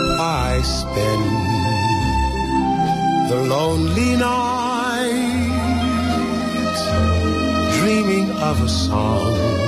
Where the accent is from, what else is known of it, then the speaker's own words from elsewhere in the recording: China; 那其实作为中国人